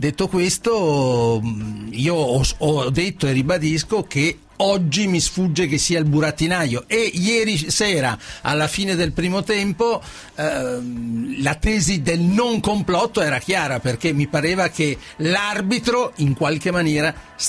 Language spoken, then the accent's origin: Italian; Veneto, Italy; Io sono veneto.